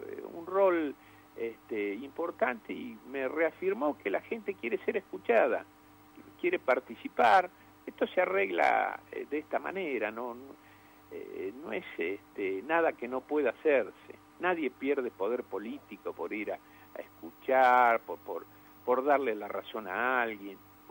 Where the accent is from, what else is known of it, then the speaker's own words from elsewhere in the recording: Loma Negra, Buenos Aires Province, Argentina; vos sabés que soy de Loma Negra, sé cómo es el sentimiento profundo.